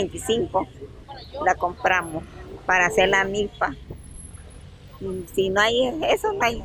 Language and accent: Spanish; San Juan Talpa, La Paz, El Salvador; somos de San Juan Talpa, ¿no?